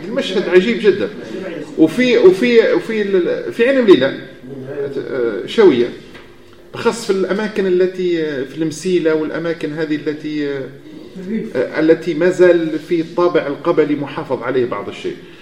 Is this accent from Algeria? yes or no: yes; Algeria; لأن عندنا في الجزائر ممنوع أنك تعقد كإمام عقد عرفي قبل العقد المدني